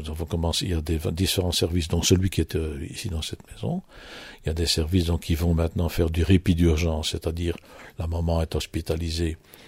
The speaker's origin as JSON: {"language": "French", "region": "Wallonia", "country": "Belgium", "said": "Nous avons par exemple chez nous en Wallonie"}